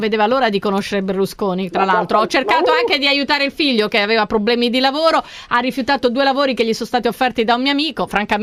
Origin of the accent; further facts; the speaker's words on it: Bolzano, Trentino-Alto Adige, Italy; posso parlare anche se so di Bolzano